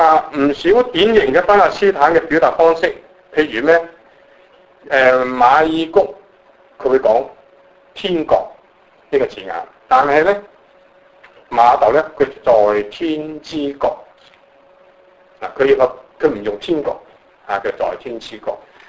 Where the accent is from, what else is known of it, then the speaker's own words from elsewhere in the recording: Guangdong, China; 我哋廣東人，我哋講地拖，國語人講咩咧？唔係拖地喎，係拖把嚇。當然，即係我哋話教剪，佢哋話剪刀